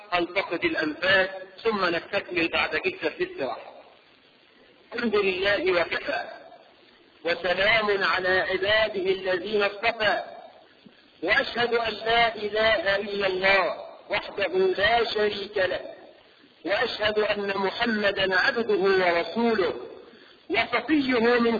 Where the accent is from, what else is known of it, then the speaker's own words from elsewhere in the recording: Egypt; احنا كمصريين